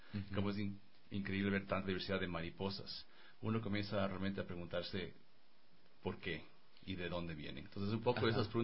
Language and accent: Spanish; Ecuador; Creciendo en el Ecuador es muy difícil no apasionarse por la naturaleza. Yo desde pequeño tenía viajes increíbles a la costa, a la Amazonía, a Galápagos.